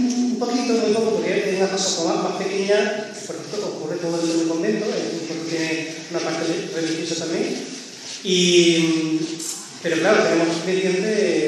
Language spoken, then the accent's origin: Spanish; Málaga, Andalusia, Spain; como soy de Málaga, en Málaga hicimos los interiores.